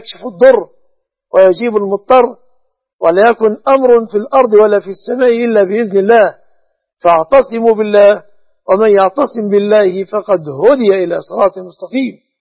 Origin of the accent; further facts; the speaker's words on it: Egypt; أن يحفظ بلادنا مصر